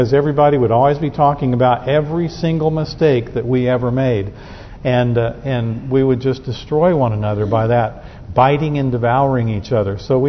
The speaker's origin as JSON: {"language": "English", "region": "Southern United States", "country": "United States", "said": "I know I'm a Southerner. I come from a Southern family."}